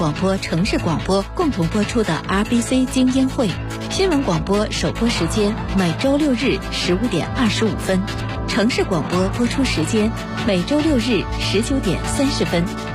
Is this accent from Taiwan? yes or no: no; China; 其实我们中国人啊特别讲究吉祥话啊、吉祥祝福啊这些寓意的东西哈